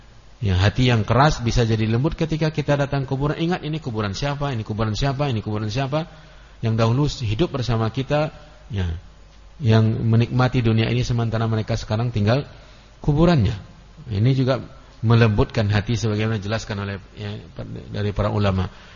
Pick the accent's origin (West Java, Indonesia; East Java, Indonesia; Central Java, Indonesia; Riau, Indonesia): Riau, Indonesia; Kampar; saya dalam bahasa Kampar itu, ya, khusus di kampung saya, itu ada istilah-istilah benda yang saya tidak mengetahui maknanya